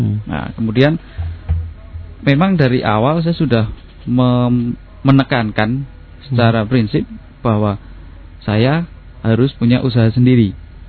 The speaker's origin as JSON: {"language": "Indonesian", "town": "Surakarta", "region": "Central Java", "country": "Indonesia", "said": "Iya, saya Solo karena saya terpisah dengan ibu dari usia 12 tahun karena saya ikut bude saya"}